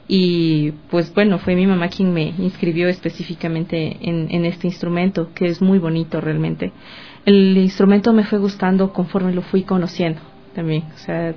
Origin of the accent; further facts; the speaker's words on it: Ambato, Tungurahua, Ecuador; Empecé a estudiar música desde los 11 años en mi ciudad natal, en Ambato